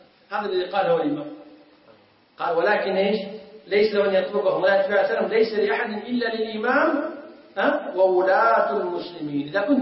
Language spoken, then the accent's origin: Arabic; Kuwait; عندنا في الكويت قبل أكثر من 10 سنوات